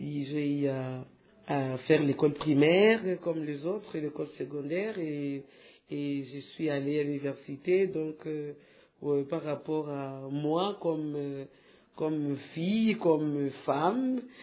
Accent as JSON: {"language": "French", "town": "Goma", "region": "North Kivu", "country": "DR Congo", "tie": "born or raised there", "said": "je suis née à Goma. Je suis une fille qui a vraiment grandi à Goma. Mes parents ont évolué plus dans la ville de Goma."}